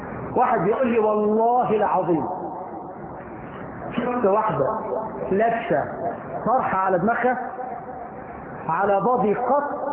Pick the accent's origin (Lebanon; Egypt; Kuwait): Egypt; احنا في مصر الدنيا احنا فهمنا حديث النبي المقلوب